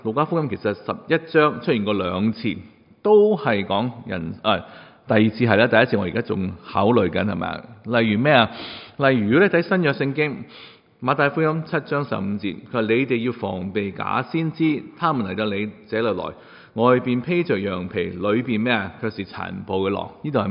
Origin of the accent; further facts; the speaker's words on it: China; 因为我哋中国人觉得呢个系叫客气